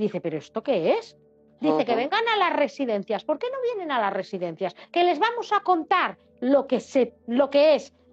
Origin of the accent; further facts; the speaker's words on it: Germany; yo soy alemana, tengo un apellido un poco complicado